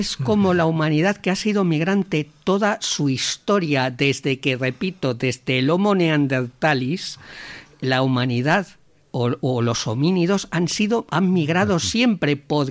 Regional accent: Valladolid, Castile and León, Spain; Y yo soy migrante interno, ¿eh? Yo, mi ciudad natal es Valladolid y ya ves dónde estoy.

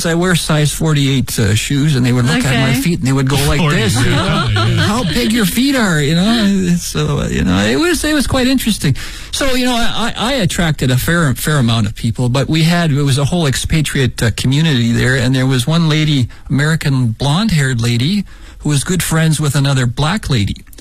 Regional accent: Shanxi, China; now in Beijing, China; where we lived in Shanxi province, there was very few vehicles, and the people like to transport goods and stuff, they used donkey carts.

